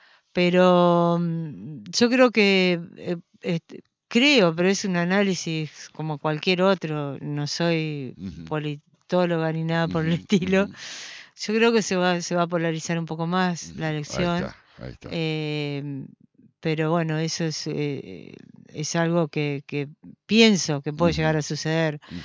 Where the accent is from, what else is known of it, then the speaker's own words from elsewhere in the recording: Argentina; También como argentinos estamos viviendo una situación sumamente difícil.